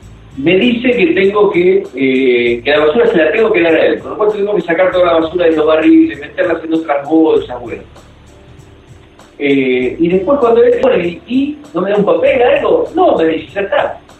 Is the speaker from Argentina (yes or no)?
yes; Argentina; somos argentinos, digamos, si nos ocurren esas cosas, ¿no?